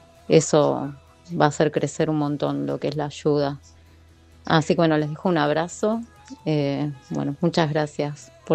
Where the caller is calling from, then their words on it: Berazategui, Buenos Aires Province, Argentina; de Vientos de Libertad, de Berazategui.